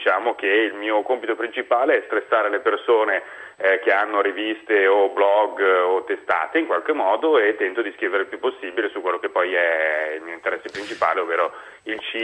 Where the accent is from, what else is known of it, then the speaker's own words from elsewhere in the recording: Parisieux, Aosta Valley, Italy; now in La Salle, Italy; No, ho cambiato casa, adesso da poco mi sono trasferito sempre in Val d'Aosta, però non più a Parisieux ma a La Salle.